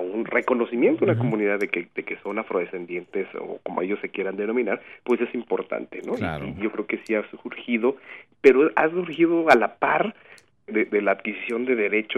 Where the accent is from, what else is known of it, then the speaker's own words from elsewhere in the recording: Mexico; sí, todos somos mexicanos